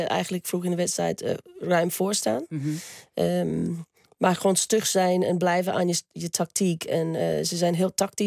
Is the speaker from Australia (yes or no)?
yes; Australia; now in Netherlands; Maar dat doet me altijd denken aan Australië als ik de geur...